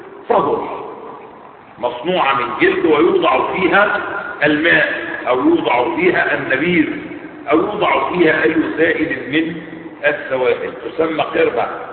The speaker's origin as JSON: {"language": "Arabic", "country": "Egypt", "said": "فيسمى بالسقة في بلدتنا في مصر"}